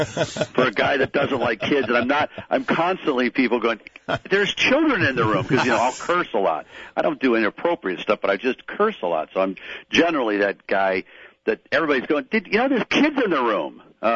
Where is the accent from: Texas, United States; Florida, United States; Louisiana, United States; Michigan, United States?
Michigan, United States; Detroit; now in Los Angeles, United States; I'm just a Pistons fan. I'm from Detroit, so I'm not a big Laker fan. I live here in Los Angeles.